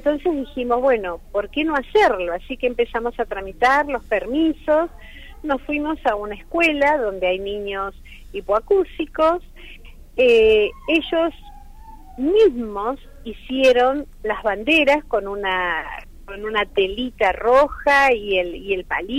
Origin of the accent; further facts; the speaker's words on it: Buenos Aires, Argentina; yo, que soy de la Ciudad Autónoma de Buenos Aires